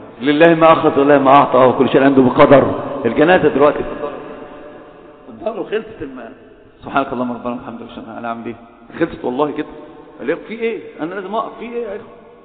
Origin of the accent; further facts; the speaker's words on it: Alexandria, Alexandria Governorate, Egypt; احنا انا اسكندراني لما اتكلم عارف، لما اتكلم بقول بنتفش، احنا رايحين احنا جايين، وانا الواحد هو دي لغتنا،